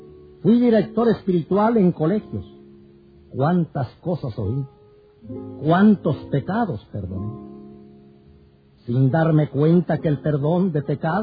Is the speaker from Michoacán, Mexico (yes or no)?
yes; Michoacán, Mexico; born there; Nací en Michoacán, México, en el seno de una familia profundamente católica.